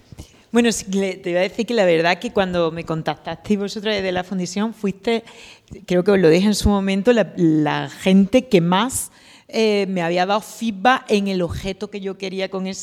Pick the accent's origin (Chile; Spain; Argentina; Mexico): Spain; Seville, Andalusia; vengo de Sevilla.